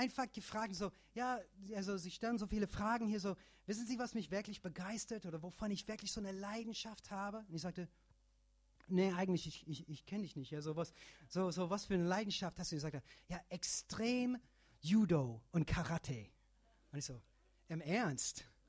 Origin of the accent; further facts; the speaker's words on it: Michigan, United States; German is a second language; now in Germany; Amy und ich, wir kommen ursprünglich aus den Staaten und kommen aus Michigan.